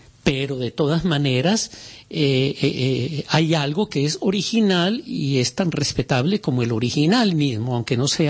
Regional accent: Antioquia, Colombia; somos colombianos paisas, que somos colombianos, digamos, entre comillas, blancos o no indígenas

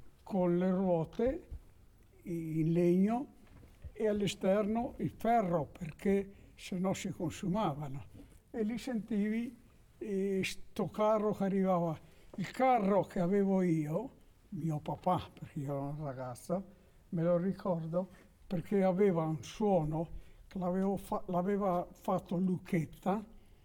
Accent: Chiarano, Veneto, Italy; io non sarei originario di Massone, sono originario di Chiarano

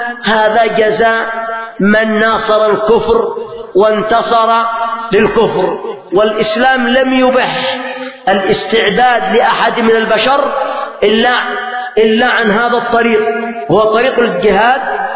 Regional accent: Yemen; يعني مثلا عندنا في اليمن أناس

